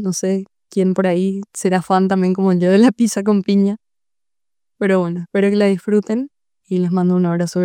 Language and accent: Spanish; Paraguay; Soy una cantautora paraguaya